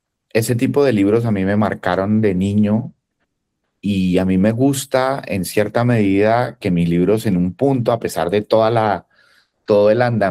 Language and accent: Spanish; Colombia; más aún siendo colombiano, donde uno, pues, escucha uno, las historias familiares nuestras son complejísimas